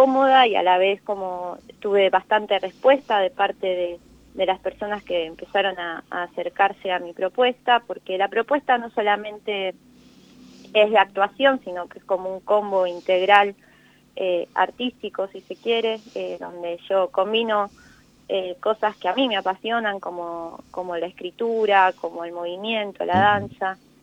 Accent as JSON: {"language": "Spanish", "town": "Santa Rosa", "region": "La Pampa", "country": "Argentina", "also_born_or_lived": "Buenos Aires", "lives_now": "Santa Rosa, Argentina", "said": "Yo soy de Santa Rosa."}